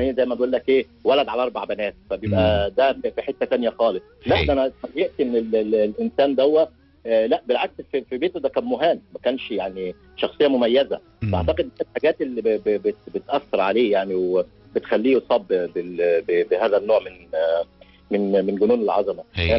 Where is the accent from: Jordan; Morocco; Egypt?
Egypt; عندنا في مصر بيقول لك